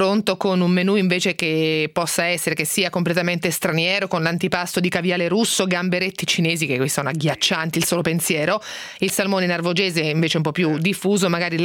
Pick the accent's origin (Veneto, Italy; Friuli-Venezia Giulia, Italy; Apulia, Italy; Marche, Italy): Marche, Italy; Ancona; poi io sono anconetana dove il brodetto di pesce appunto è un piatto.